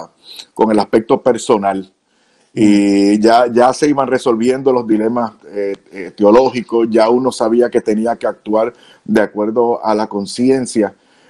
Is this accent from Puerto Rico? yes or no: yes; Puerto Rico; O sea, yo soy puertorriqueño, como digo, sangre caliente y digo las cosas de frente.